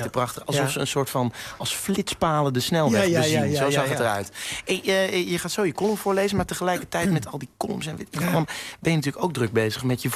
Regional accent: North Brabant, Netherlands; Zelf kom ik uit Noord-Brabant.

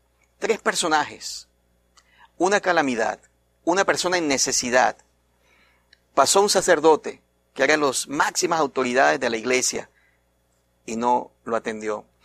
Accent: Venezuela; Saben, yo vengo de Venezuela.

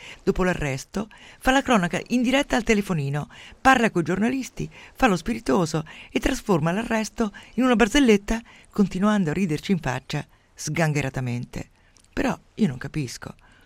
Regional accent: Umbria, Italy; Io mi ricordo da piccola nel mio paese umbro

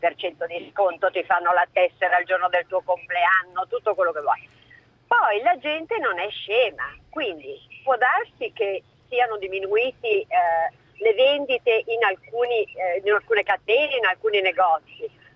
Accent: Milan, Lombardy, Italy; sono di Milano.

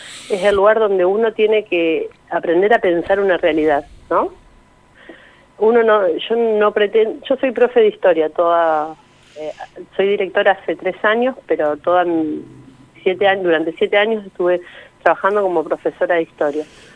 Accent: Saladillo, Buenos Aires Province, Argentina; Yo vengo del distrito de Saladillo

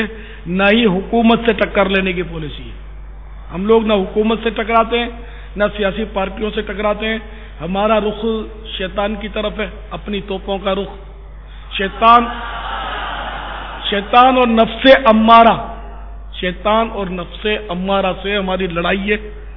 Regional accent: Karachi, Sindh, Pakistan; born there; ہاں نیشنلٹی پاکستان کی ہے، پاکستان میرا وطن ہے، کراچی میں میں پیدا ہوا ہوں،

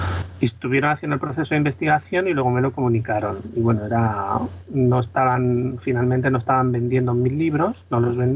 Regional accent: Sabadell, Catalonia, Spain; Yo soy de Sabadell

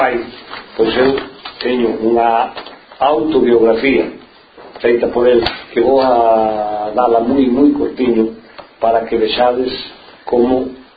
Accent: Galicia, Spain; como galegos forzosamente estamos obrigados a reconhecerlo en todos os sitios

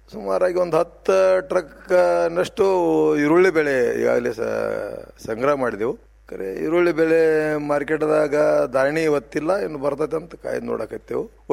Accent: Rolle, Karnataka, India; now in Basavana Bagewadi, India; ನಾವು ಮೂಲತಃ ಬಾಲ್ಕೋಡ್ರ ಜಿಲ್ಲಾ ಬೀಳಿಗೆ ತಾಲೂಕು ರೊಳ್ಳೆ ಗ್ರಾಮದವರು.

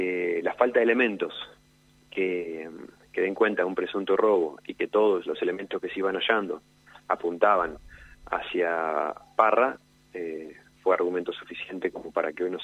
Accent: Neuquén, Argentina; soy neuquino, vivo separado de un puente de la ciudad de Cipolletti.

